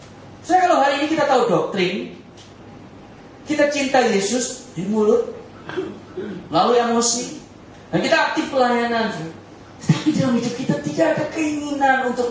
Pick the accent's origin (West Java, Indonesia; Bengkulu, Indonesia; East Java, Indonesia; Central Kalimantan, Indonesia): East Java, Indonesia; Surabaya; saya dari Surabaya suka makan rawon, saudara.